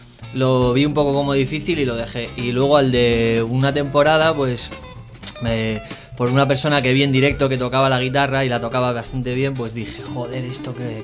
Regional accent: Bilbao, Basque Country, Spain; Yo qué sé, yo soy de aquí, de Bilbao

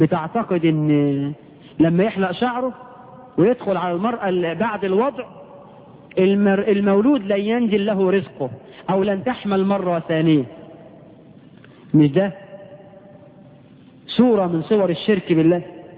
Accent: Egypt; إحنا كمصريين عملنا إيه من البدع في العقيقة؟

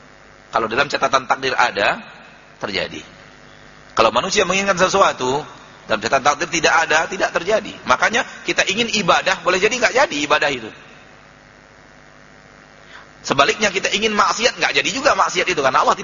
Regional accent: Sumatra, Indonesia; Dalam bahasa kita orang Sumatera, yang dia panggakkan usahanya saja.

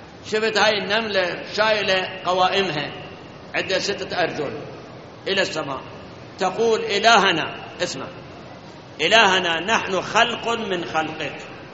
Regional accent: Iraq; مثل ما الآن جفاف الموجود عندنا في العراق

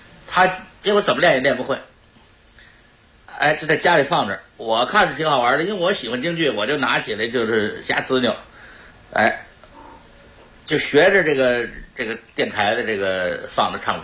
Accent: Beijing, China; born there; 1924年生人，我是北京生人，我出生在一个职员的家庭，我的父亲呢是银行的职员，也在这个政府机关当过职员

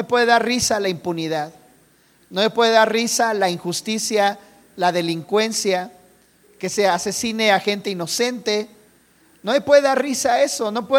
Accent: Mexico; Y si en algo somos buenos los mexicanos es en eso, ¿verdad?

